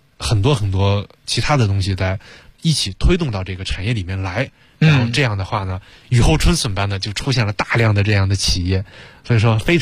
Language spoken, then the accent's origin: Chinese; China; 我作为中国人